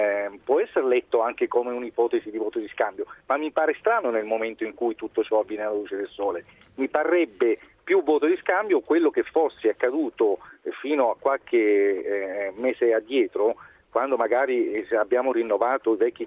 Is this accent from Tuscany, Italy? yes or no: no; Abruzzo, Italy; Però da abruzzese non ho potuto far altro che apprezzare l'intervento dell'ex nostro governatore